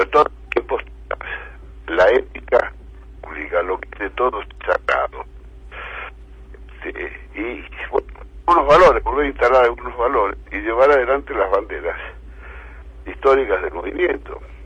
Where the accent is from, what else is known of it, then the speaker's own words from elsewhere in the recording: Argentina; buena parte del pueblo argentino, que es mi pueblo